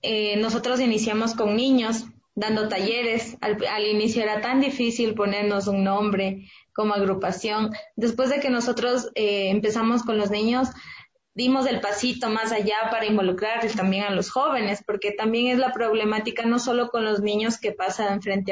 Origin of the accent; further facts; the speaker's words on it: Ecuador; lo que nosotros somos y tenemos como ecuatorianos